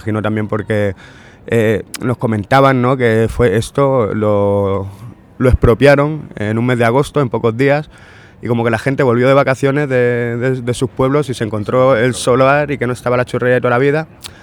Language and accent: Spanish; Andalusia, Spain; La comida tradicional andaluza, yo soy andaluz